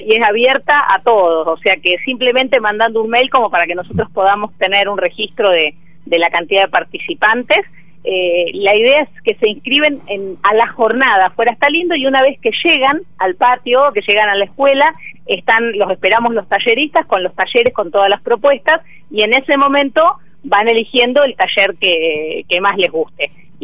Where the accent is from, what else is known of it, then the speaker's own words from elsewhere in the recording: Buenos Aires, Argentina; now in Tandil, Argentina; yo no soy de Tandil, en realidad soy de Buenos Aires. Me casé con un tandilense que me trajo para estos pagos, pero ya hace 20 años que estoy.